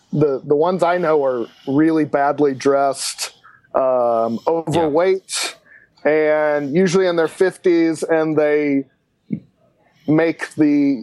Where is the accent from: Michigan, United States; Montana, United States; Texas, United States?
Texas, United States; Wichita Falls; and then I went back to my hometown of Wichita Falls, Texas.